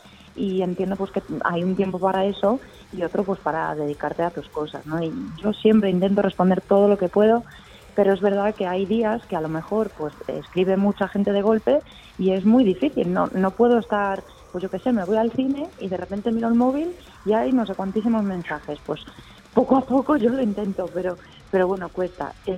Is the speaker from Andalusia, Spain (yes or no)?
no; Galicia, Spain; now in Madrid, Spain; sí, somos todos de Galicia